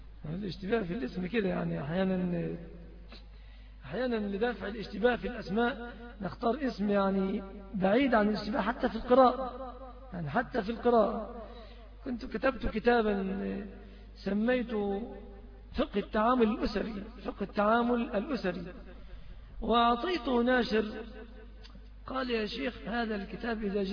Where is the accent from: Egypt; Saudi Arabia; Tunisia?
Egypt; بعض أهل البلاد العربية يأخذوها علينا كمصريين